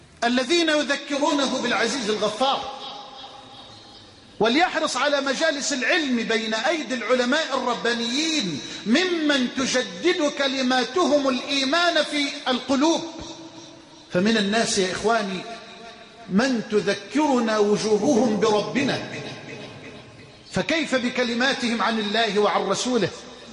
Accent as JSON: {"language": "Arabic", "country": "Egypt", "said": "بلدنا مصر"}